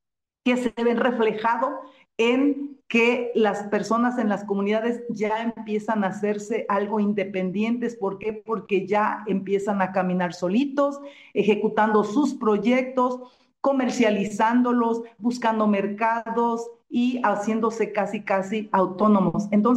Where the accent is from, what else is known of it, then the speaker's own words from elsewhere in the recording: Jalisco, Mexico; moved away as an adult; Yo, como mujer, tengo 37 años en este ámbito en Chiapas. Es un estado ajeno al mío. Yo soy del estado de Jalisco. Me adoptaron en Chiapas hace 37 años.